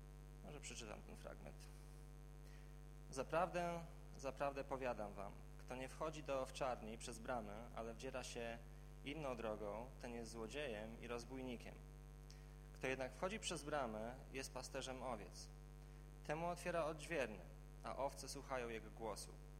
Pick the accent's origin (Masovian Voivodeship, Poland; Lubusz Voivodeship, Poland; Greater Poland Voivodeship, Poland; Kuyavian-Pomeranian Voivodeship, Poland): Masovian Voivodeship, Poland; Warsaw; jako warszawiak no niewiele wiem na temat paszenia owiec